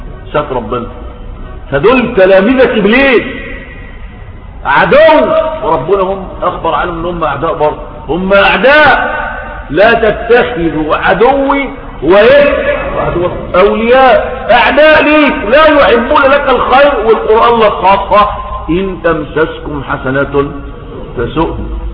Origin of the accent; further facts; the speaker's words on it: Egypt; إن راجل عندنا في مصر جوز بنته عندها 12 سنة